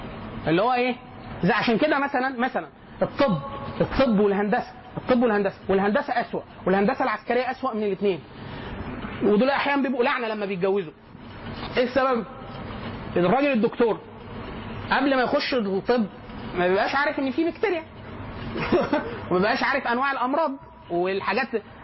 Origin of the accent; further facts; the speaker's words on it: Egypt; هل ده بيحصل عندنا بس احنا كمصريين